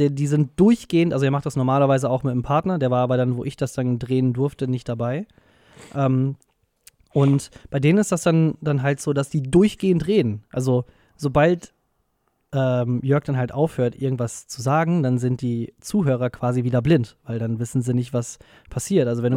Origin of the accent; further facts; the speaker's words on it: North Rhine-Westphalia, Germany; ich komme halt ja aus Nordrhein-Westfalen und da haben wir den WDR.